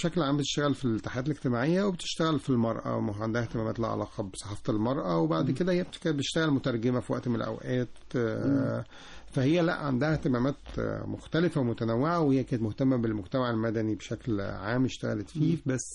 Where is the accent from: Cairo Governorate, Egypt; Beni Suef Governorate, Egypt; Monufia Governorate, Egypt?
Monufia Governorate, Egypt; Birket el Sab; أنا من المنوفية.